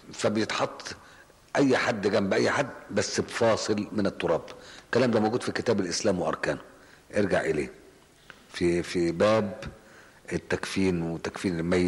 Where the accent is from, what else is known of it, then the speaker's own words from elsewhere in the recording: Egypt; إحنا بس للأسف الشديد الطب النفسي عندنا في مصر مش متقدم زي الجراحة